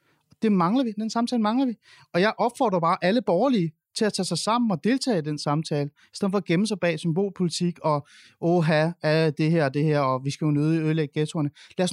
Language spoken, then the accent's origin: Danish; Capital Region of Denmark, Denmark; jeg bor ikke i København. Jeg bor i Jylland. Jeg er vokset op i Nordsjælland. Jeg er vokset op i det borgerlige Danmark. Det er meget, meget, meget blå Danmark.